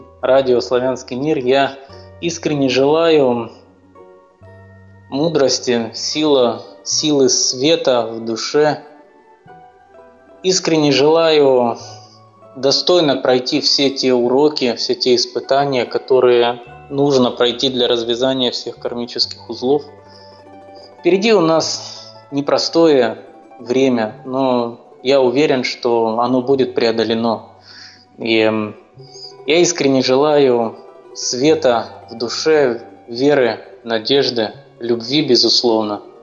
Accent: Crimea, Ukraine; Мне как крымчанин просто близкие образы, связанные с морем.

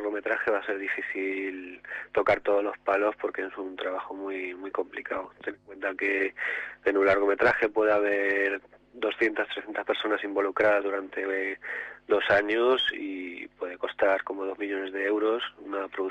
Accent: Ciudad Real, Castilla-La Mancha, Spain; no tengo familia en el cine y que todo soy de Ciudad Real

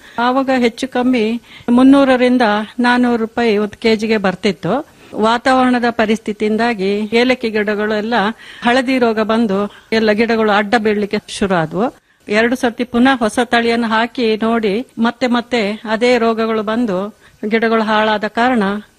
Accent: Kambibane, Karnataka, India; ನನ್ನ ತವರು ಮನೆ ಸುಂಟಿಕೊಪ್ಪನಾಡು ಕಂಬಿಬಾಣೆ ಅಂತ ಹೇಳುವಂತ ಗ್ರಾಮ.

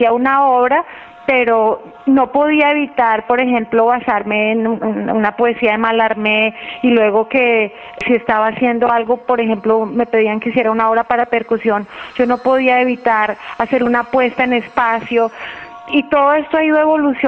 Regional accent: Colombia; soy colombiana.

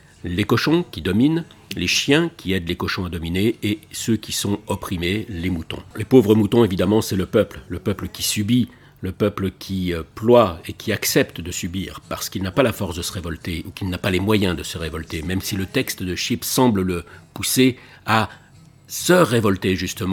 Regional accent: France; en tant que Français, j'allais pas mieux comprendre qu'un Américain.

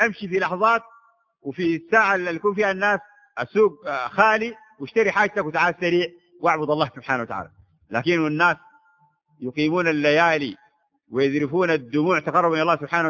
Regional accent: Sudan; والحمد لله هذه عندنا في السودان يا أخواننا

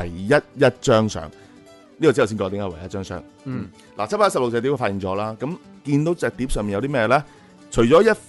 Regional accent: China; 即系喺我哋中国人

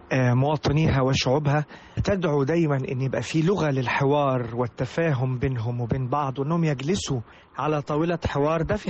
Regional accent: Egypt; نحاول نوطد علاقتنا ببعض كمصريين

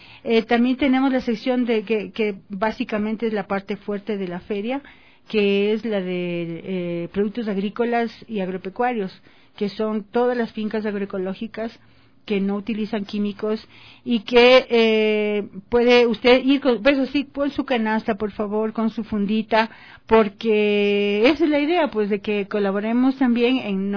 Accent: Quito, Pichincha, Ecuador; yo soy acá de Quito

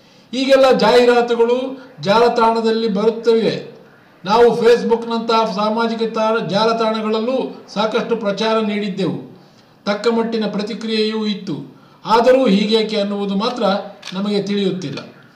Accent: Karnataka, India; ವಿಷಾದದ ಸಂಗತಿ ಎಂದರೆ ನಾವು ಬೆರಳೆಣಿಕೆಯಷ್ಟು ಜನ ಮಾತ್ರ ಕನ್ನಡಿಗರು ಈ ಕ್ಷೇತ್ರದಲ್ಲಿದ್ದೇವೆ.

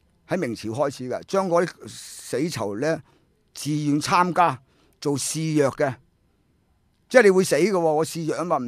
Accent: Hong Kong; 我都系香港人啦，五代香港人

